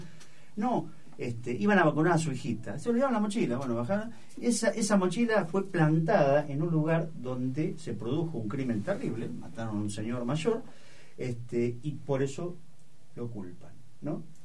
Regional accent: La Matanza, Buenos Aires Province, Argentina; Vengo de La Matanza, estamos podridos de ver cómo resuelven la estadística.

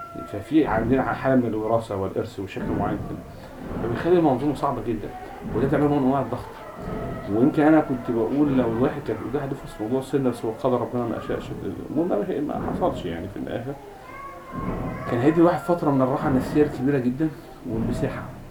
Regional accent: Egypt; ان الدراسات اللغويه عندنا في مصر

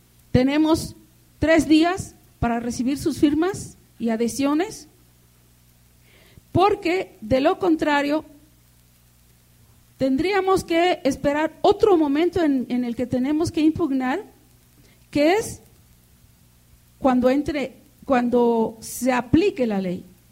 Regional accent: Mexico; la violación de nuestros derechos humanos colectivos como pueblo mexicano

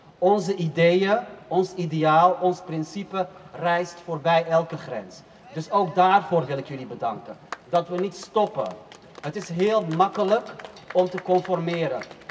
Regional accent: Amsterdam, North Holland, Netherlands; Ik ben opgegroeid in Stadsdeel Nieuw-West.

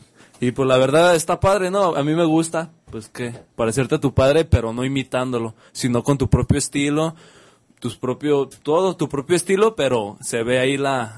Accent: Jalisco, Mexico; somos de Jalisco y queremos representar ese campeonato

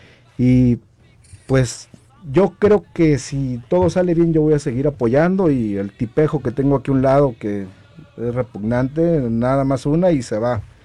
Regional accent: Guadalajara, Jalisco, Mexico; pues de nuevo aquí en mi tierra, Guadalajara

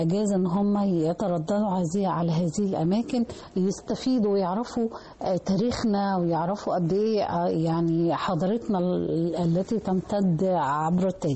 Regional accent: Egypt; الحاجات الجميلة اللي هي بتميزنا كمصريين

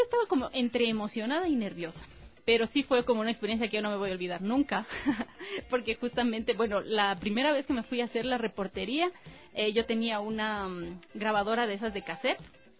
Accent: Latacunga, Cotopaxi, Ecuador; yo regresaba hasta mi tierra, regresaba a Latacunga y regresaba a Huaytacama.

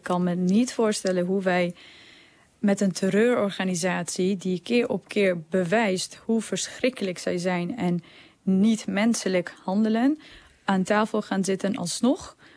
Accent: Afghanistan; Wij als Afghanen staan met z'n allen op.

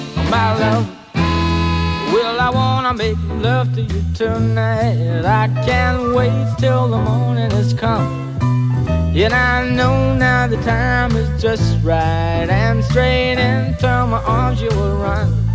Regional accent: Augustów, Podlaskie Voivodeship, Poland; Czy to jest to jezioro koło Augustowa? No to jest co moje strony rodzinne, tym mile mi to czytać.

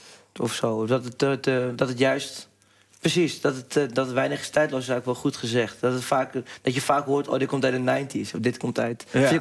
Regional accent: North Holland, Netherlands; En ik kom uit West-Friesland. En ik vind dat geen mooie taal.

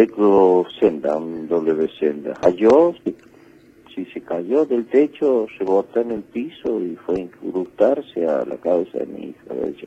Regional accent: Argentina; Desgraciadamente, así somos los argentinos.

